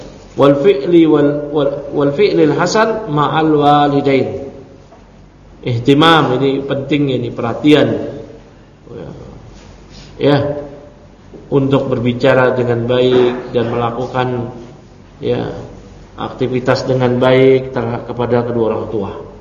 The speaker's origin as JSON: {"language": "Indonesian", "region": "Jakarta", "country": "Indonesia", "tie": "born or raised there", "said": "Walau saya lahir di Jakarta, kecil di Jakarta, tumbuh di Jakarta, ya."}